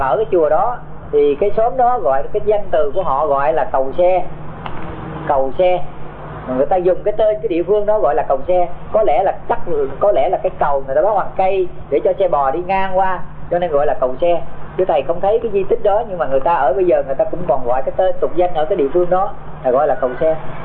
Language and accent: Vietnamese; Tay Ninh, Vietnam; Cho nên thầy sinh trưởng ở Tây Ninh do những cái mẫu chuyện mà nó huyền thoại đó